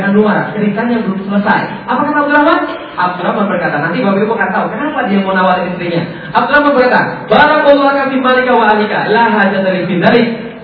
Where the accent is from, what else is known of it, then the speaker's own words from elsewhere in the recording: Palembang, South Sumatra, Indonesia; Saya orang Palembang, ngomong pakai bahasa Palembang.